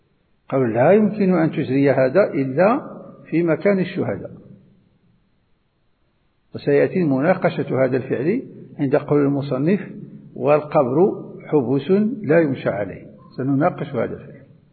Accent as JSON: {"language": "Arabic", "country": "Morocco", "said": "وهو ما يسمى عندنا في المغرب بالخطارات"}